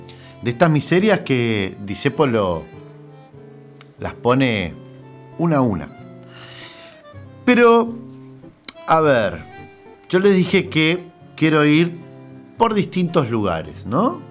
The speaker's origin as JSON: {"language": "Spanish", "country": "Argentina", "said": "Pero nosotros, que somos argentinos, y capaz que el anillo lo podemos poner en una empanada."}